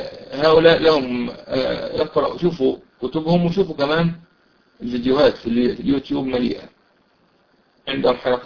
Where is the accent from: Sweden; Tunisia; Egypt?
Egypt; Mansoura, Dakahlia; طبعا أنا من المنصورة، فالدور لو في دور في المنصورة أو جوار أو قريبة من المنصورة